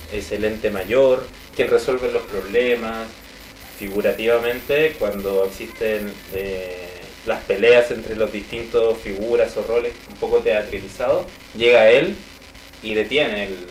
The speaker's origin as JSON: {"language": "Spanish", "region": "Cusco", "country": "Peru", "tie": "born there", "said": "Yo nací en Cusco."}